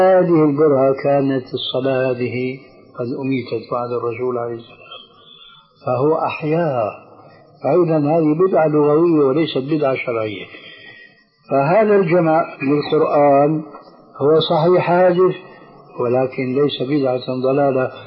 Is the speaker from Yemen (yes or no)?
no; Syria; وعمر يلا كما يقولون عندنا في سوريا